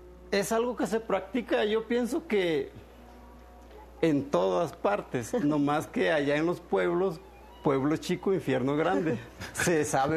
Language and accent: Spanish; Mexico; pues yo soy de la costa, soy más mexicano, me siento así como que orgullosamente mexicano.